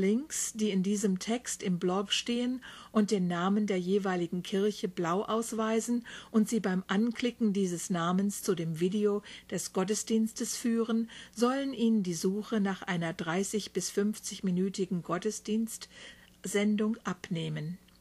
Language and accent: German; Wiesbaden, Hesse, Germany; born there; dann wieder in ihre Heimat nach Wiesbaden in Deutschland zurückkehrten. Das ist mein Geburtsort.